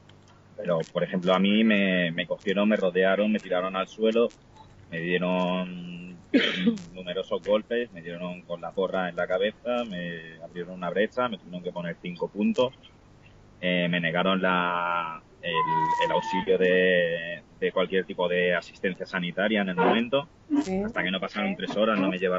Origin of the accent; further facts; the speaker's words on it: Barcelona, Catalonia, Spain; Oye, que yo soy de Barcelona.